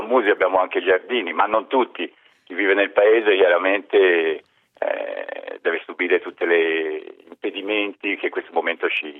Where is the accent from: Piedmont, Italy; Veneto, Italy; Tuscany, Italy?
Tuscany, Italy; Florence; moved away as an adult; now in Pantelleria, Italy; io sono fiorentino, ma mi sono trapiantato qui a Pantelleria da 30 anni